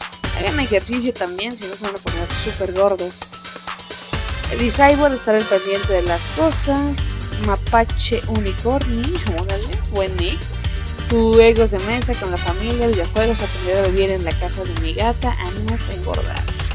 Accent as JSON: {"language": "Spanish", "town": "Ecatepec", "region": "State of Mexico", "country": "Mexico", "said": "Yo soy de la Ciudad de México. Aquí de México, más para más referencia, de Catepec."}